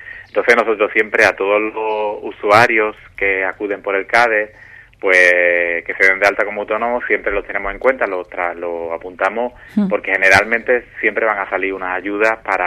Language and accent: Spanish; Villamartín, Andalusia, Spain; No todos los pueblos de Andalucía, yo por ejemplo soy de Villamartín